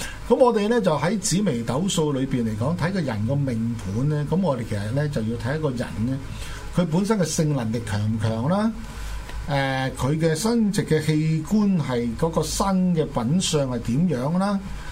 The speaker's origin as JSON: {"language": "Cantonese", "region": "Guangdong", "country": "China", "said": "就引申嚟講，我哋廣東人就係講一句説話咧，包山仔就係咁樣嚟啊"}